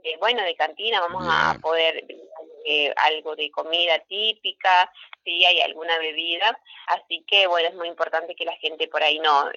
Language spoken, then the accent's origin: Spanish; Argentina; nuestras costumbres, nuestras tradiciones, que es lo que nos une como argentinos